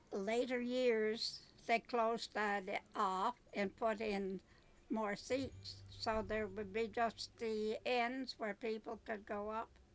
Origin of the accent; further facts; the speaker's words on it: Charlottetown, Prince Edward Island, Canada; now in Marshfield, Canada; Originally from Charlottetown.